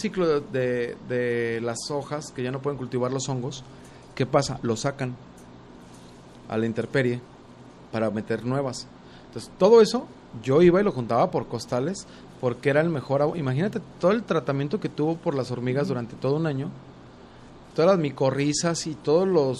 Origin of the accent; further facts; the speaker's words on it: San Antonio Juanacaxtla, Jalisco, Mexico; yo crecí en San Antonio Juanacaxtla, el municipio de Juanacatlán, que tiene una biodiversidad gigante y que estamos a 35 kilómetros de Guadalajara, pero casi nadie conoce esa zona.